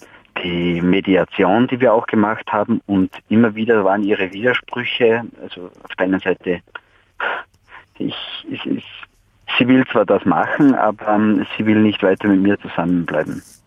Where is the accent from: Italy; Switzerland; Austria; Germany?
Austria; Salzburg; now in Vienna, Austria; Ich bin ein Salzburger, nur ich bin wegen meiner Frau nach Wien gezogen